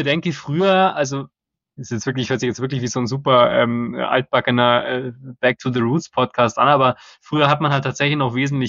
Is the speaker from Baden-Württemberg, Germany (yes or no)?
no; Bavaria, Germany; jetzt sind immer so viele Schweinshaxen, genau, gerade bei uns in Bayern natürlich.